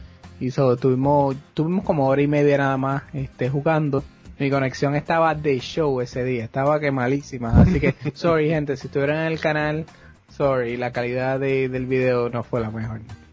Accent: Hatillo, Puerto Rico; porque yo crecí en Atillo, pues, no, íbamos a los cines de Arecibo

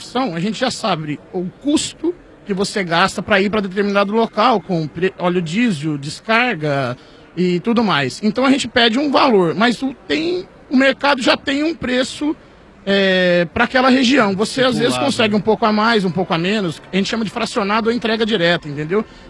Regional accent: Ponta Grossa, Paraná, Brazil; Eu sou de Ponta Grossa, do lado de Melo Rego, perto do Timbó com fumo.

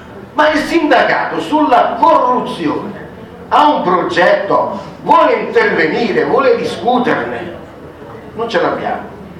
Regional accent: Novi Ligure, Piedmont, Italy; se io abito a parlo di Novi Ligure perché vengo da Novi Ligure, c'è l'industria del cioccolato molto fiorente

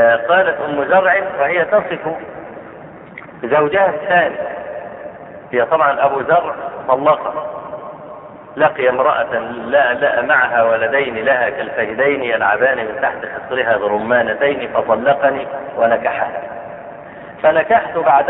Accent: Egypt; شوف عندنا في مصر

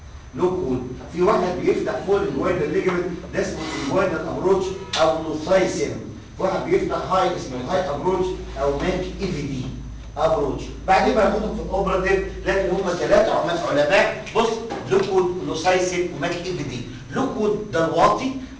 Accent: Egypt; احنا كمصريين والله ما بهزر معاكم

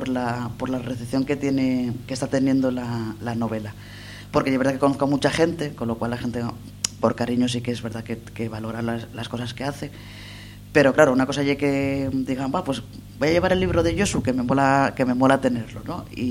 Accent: El Entrego, Asturias, Spain; soy del Entrego, con lo cual, una presentación en casa, con gente con la que comparto muchas cosas de reivindicaciones y demás, y con la gente con la que me crié.

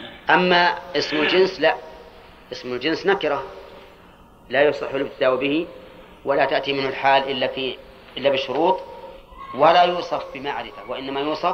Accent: Al-Qassim, Saudi Arabia; أولاد علي أظن كنة عندنا في القصيم، ها لكلها القصيم أولاد علي

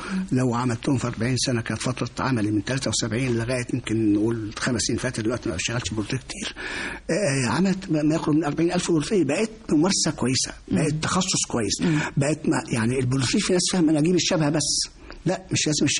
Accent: Minya, Minya Governorate, Egypt; في يوم من الأيام عندنا في المنيا

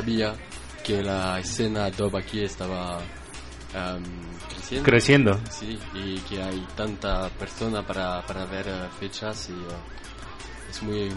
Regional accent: Saint-Étienne, Auvergne-Rhône-Alpes, France; Spanish is a second language; Mi ciudad se llama Saint-Étienne, es al lado de Lyon

